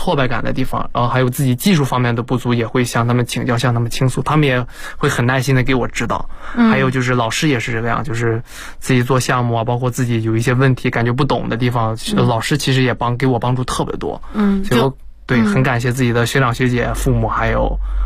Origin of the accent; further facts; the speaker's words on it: northern China, China; now in Boston, United States; 因为我本身是北方人。